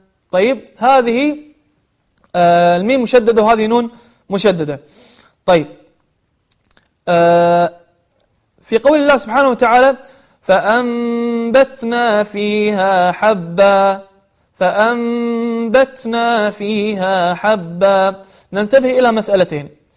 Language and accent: Arabic; Kuwait; خاصة عندنا في الكويت يعني يقلبون القاف إلى غين والغين إلى قاف